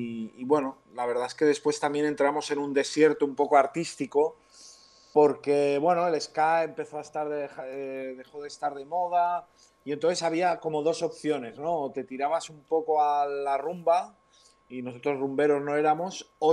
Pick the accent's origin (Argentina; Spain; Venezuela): Spain; Sant Feliu de Guíxols, Catalonia; Desde mi pueblo, San Feliu de Guíxols, pueblo que aún no he tocado nunca